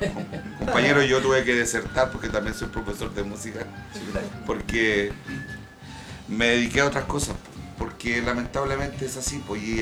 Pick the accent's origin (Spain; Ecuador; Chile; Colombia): Chile; Los felicito, chiquillos, de verdad, como chileno más que nada, amante de la música chilena